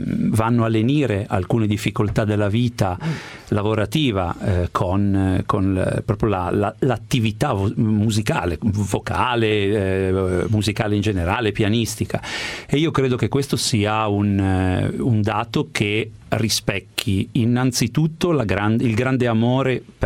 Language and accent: Italian; Genoa, Liguria, Italy; Effettivamente sono nato e cresciuto a Genova.